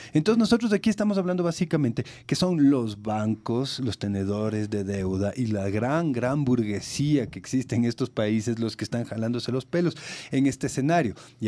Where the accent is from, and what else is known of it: Ecuador